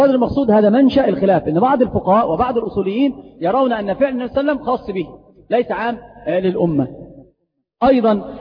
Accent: Egypt; وترى عمرة الرجبية هذه عندنا في مصر منتشرة جدا

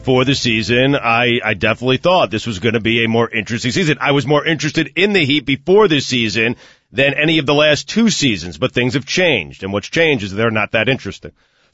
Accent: Long Island, New York, United States; Back in the day, I grew up in Long Island.

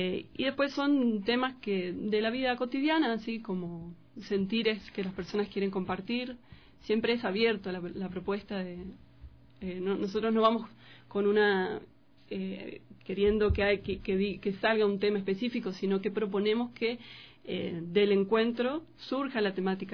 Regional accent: Paraná, Entre Ríos, Argentina; vengo de Argentina, soy de Paraná, Entre Ríos

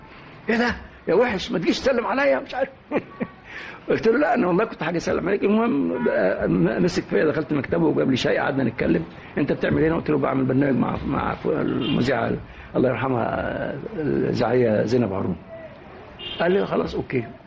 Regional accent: Egypt; فطبعا احنا كمصريين احنا كنا 5 6 اساتذه في المعهد

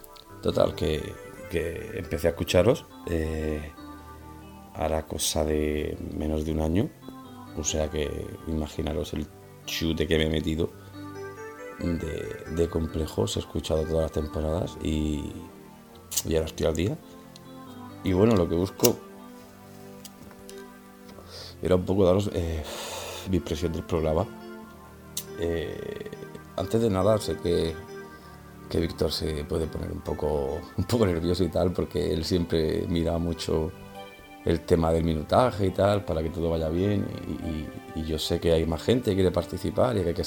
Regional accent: Granada, Andalusia, Spain; de Granada. Tengo 31 años

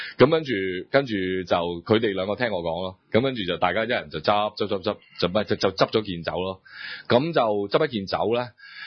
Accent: Hong Kong; 其實因為嗰、那個我豬扒嗰個角度係喺我哋香港人個角度啊嘛

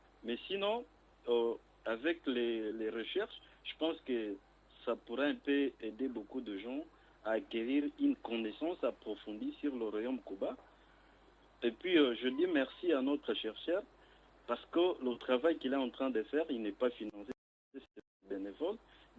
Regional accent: Kasaï-Central, DR Congo; je viens du territoire de Mouikala où se trouve le royaume Kuba. Il fallait un peu préciser que le royaume Kuba se trouvait dans le Kassai central.

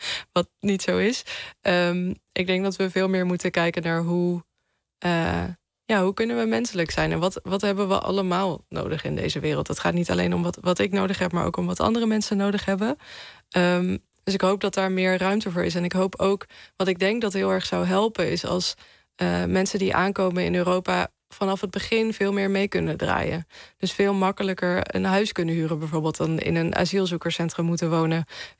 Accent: Netherlands; Vanuit dat perspectief kan ik praten, denk ik, als Nederlander.

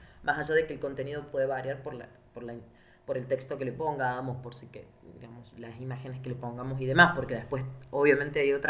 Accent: Argentina; yo soy de Argentina

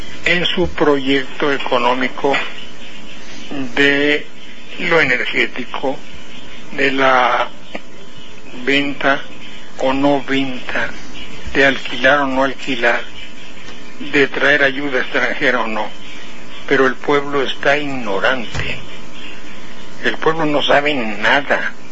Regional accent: Mexico; Bueno, yo soy mexicano.

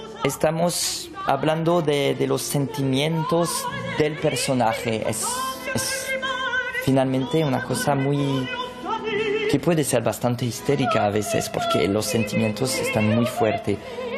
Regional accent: France; first language fr; Spanish is a second language; Soy francés, me siento francés, y cuando canto en francés pienso que puedo dar una cosa más íntima de yo, de mí

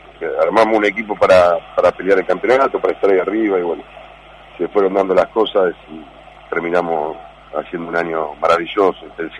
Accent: Chivilcoy, Buenos Aires Province, Argentina; born there; es mi club donde yo nací, de que soy hincha

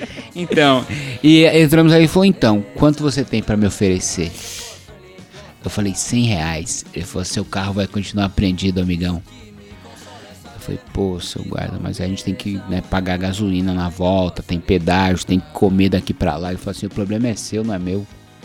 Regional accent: São Paulo, Brazil; a gente saiu, a gente é de São Paulo, a gente saiu sem essa porcaria desse kit.

